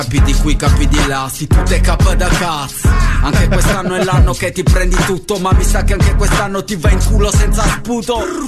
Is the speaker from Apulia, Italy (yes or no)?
yes; Bari, Apulia, Italy; Io sono di Bari e non di Peri.